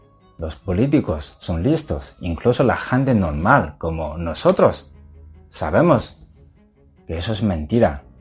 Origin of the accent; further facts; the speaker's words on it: China; Spanish is a second language; now in Spain; Sí, no soy español, soy chino. Lo he vivido en China.